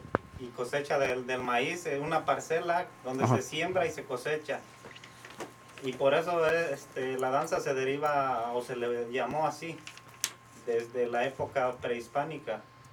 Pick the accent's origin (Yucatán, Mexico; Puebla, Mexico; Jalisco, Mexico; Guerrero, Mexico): Guerrero, Mexico; Jaliaca de Catalán; de donde somos originarios, somos de Jaliaca de Catalán, Guerrero.